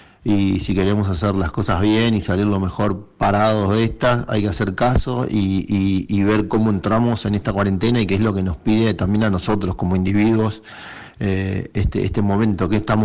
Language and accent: Spanish; Argentina; Nosotros somos argentinos y somos parte del mundo.